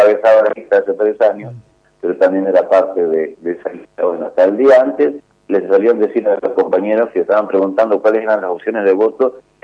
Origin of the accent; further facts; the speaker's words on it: Coronel Suárez, Buenos Aires Province, Argentina; yo soy nacido y criado en provincia de Buenos Aires, en una localidad que se llama Coronel Suárez.